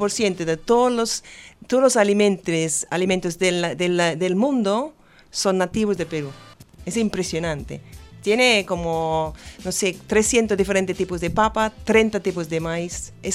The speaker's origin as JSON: {"language": "Spanish", "region": "Wales", "country": "United Kingdom", "second_language": "Spanish", "moved": "yes", "lives_now": "Argentina", "said": "Sí, soy de Gales, de Gran Bretaña. Pero vivo acá desde 2001 en este país."}